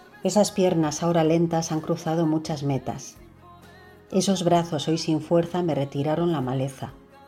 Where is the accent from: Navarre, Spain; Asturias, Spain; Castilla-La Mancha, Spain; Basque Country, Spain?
Basque Country, Spain; Bilbao; soy de Bilbao y bueno, pues quería agradecer